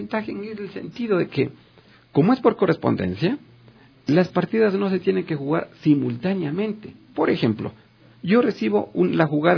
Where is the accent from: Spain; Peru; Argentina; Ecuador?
Ecuador; vivo en Ecuador, soy ecuatoriano y quiero representarle a mi país.